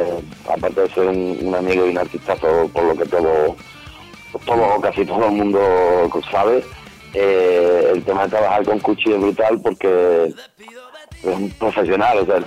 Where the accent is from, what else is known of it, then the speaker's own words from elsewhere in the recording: Andalusia, Spain; No, yo le digo crowdfunding, pero vamos, yo soy andaluz y así lo digo yo.